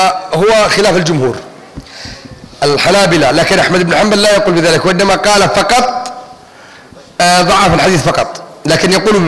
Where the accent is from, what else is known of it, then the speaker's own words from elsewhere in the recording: Yemen; واحنا يمنيين والمصريين دمنا واحد ودمنا مشترك